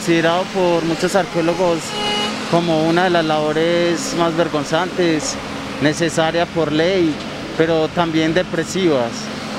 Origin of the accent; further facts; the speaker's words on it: Medellín, Antioquia, Colombia; Crecí en Medellín y esta ciudad siempre está siendo construida. Por ello crecí viendo las máquinas hacer edificios o crear acueductos.